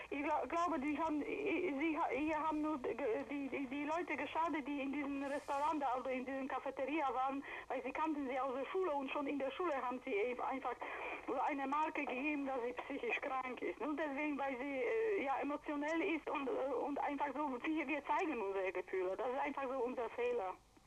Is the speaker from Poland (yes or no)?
yes; Silesian Voivodeship, Poland; now in Germany; wir kommen aus Schlesien